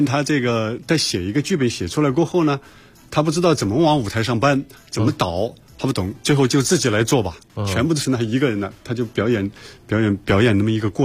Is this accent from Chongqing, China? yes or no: yes; Chongqing, China; 因为我是重庆人，也是过去也叫四川人，